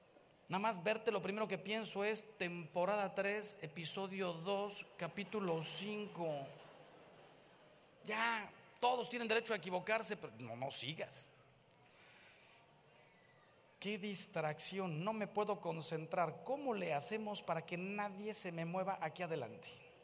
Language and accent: Spanish; Mexico; El señor Trump no sabe que si hace un muro, los que salimos ganando somos los mexicanos.